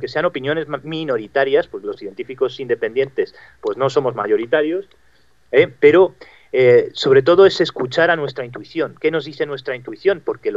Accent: Madrid, Community of Madrid, Spain; En concreto, los que somos madrileños, tenemos muchísima experiencia con el tema de las tuneladoras.

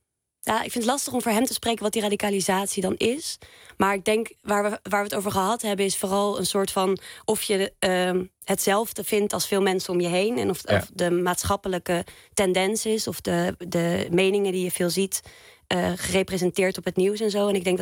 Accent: Zeist, Utrecht, Netherlands; Ja, en we zijn beide opgegroeid in Zeist.

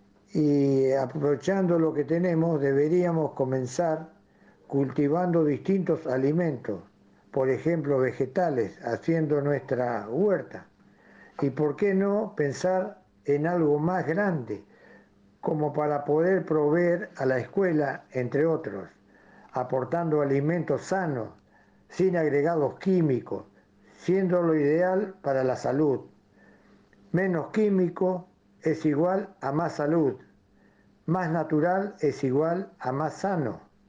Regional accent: Corrientes, Argentina; Bueno, como ya dije, me crié en Corrientes.

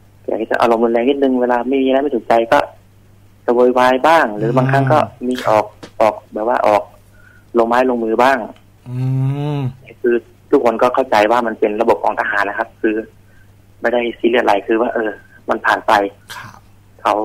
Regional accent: Surin, Thailand; จะไปที่บ้านเกิดที่สุรินทร์ต่อครับผม

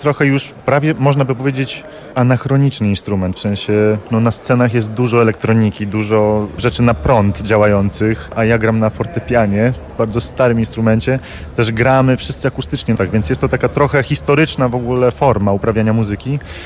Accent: Colombia; Spędziłem dzieciństwo w Kolumbii, moi dziadkowie się poznali w Buenos Aires, moja żona pochodzi z Buenos Aires

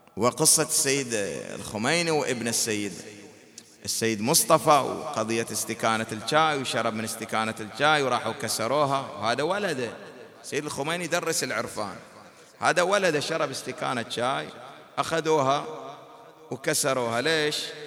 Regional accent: Bahrain; وهذه الأمور حادثة عندنا في البحرين

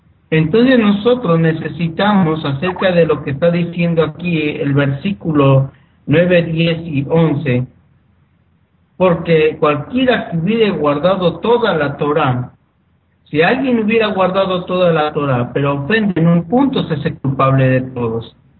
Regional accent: Mexico; En mi país, en México

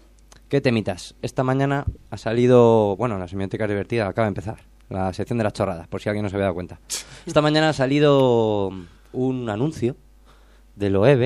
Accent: Madrid, Community of Madrid, Spain; Porque yo soy de Madrid, ¿no?

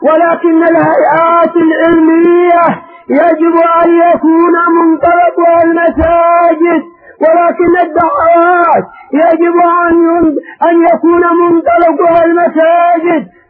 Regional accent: Yemen; ابتلي بأمرين عندنا في اليمن الأعلى

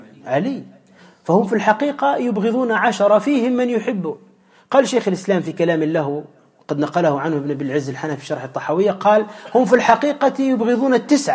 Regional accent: Tunisia; وعندنا في تونس موجودون

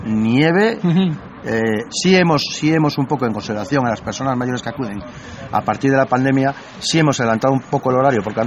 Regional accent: León, Castile and León, Spain; vengo desde León a disfrutar de este tercer encuentro de poetas

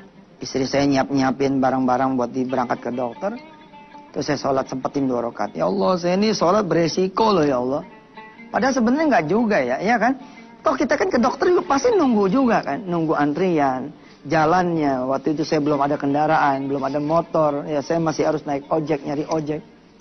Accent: Jakarta, Indonesia; accent: Betawi; nih bahasa Indonesia lah, bahasa saya Betawi gitu ya

